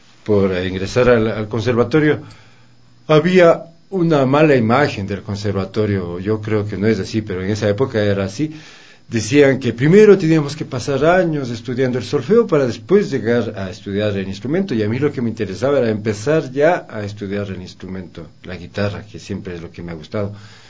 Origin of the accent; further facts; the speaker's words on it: Ecuador; y yo me integré como ecuatoriano, y fue como haber trabajado la música toda la vida